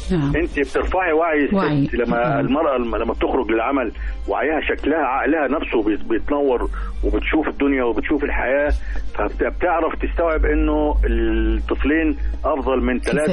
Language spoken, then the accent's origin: Arabic; Upper Egypt, Egypt; عندنا في الصعيد محافظات واخده نصيب الاسد